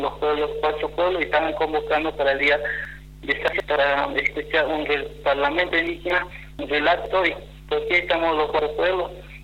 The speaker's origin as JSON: {"language": "Spanish", "region": "Formosa", "country": "Argentina", "said": "Somos locales, somos de Formosa, pero somos locales como capitales."}